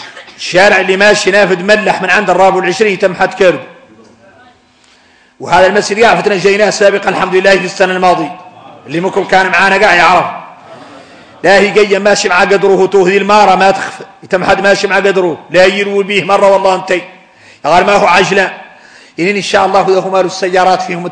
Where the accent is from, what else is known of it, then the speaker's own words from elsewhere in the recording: Mauritania; احنا عندنا موريتاني